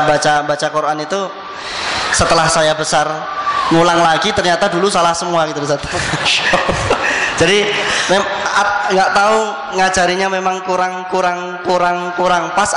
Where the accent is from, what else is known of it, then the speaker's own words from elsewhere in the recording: Surakarta, Central Java, Indonesia; karena besarnya di Solo, dan bapak saya kebetulan juga orang Surabaya asli. Dulu pernah waktu kecil sempat besar di Surabaya